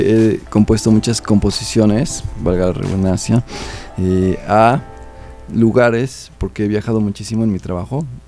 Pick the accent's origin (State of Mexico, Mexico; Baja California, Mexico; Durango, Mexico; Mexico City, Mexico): Mexico City, Mexico; born there; yo nací en la Ciudad de México.